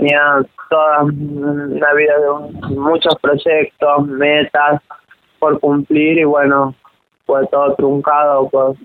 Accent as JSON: {"language": "Spanish", "region": "San Juan", "country": "Argentina", "lives_now": "Córdoba, Argentina", "said": "yo soy de San Juan, ella de Villa Mercedes, San Luis, y bueno, nosotras vinimos a Córdoba en busca de un futuro mejor"}